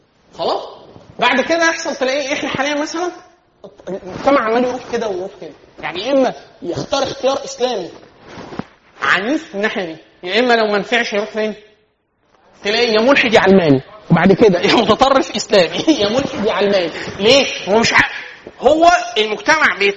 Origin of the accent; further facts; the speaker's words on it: Egypt; في القفشات في القلش عندنا في مصر